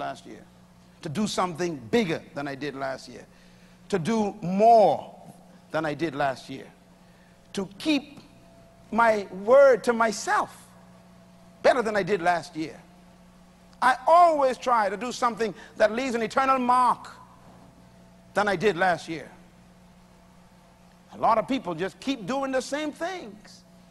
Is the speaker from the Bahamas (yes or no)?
yes; Bain Town, New Providence, Bahamas; And I was born in Bain Town in the heart of two liquor bars on left and right.